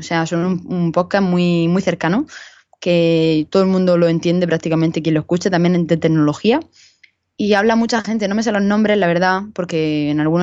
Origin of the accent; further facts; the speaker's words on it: Region of Murcia, Spain; oye, soy de Murcia tal, me alegro de que haya un podcast, yo también lo soy, te dejo mi dirección por si te quieres pasar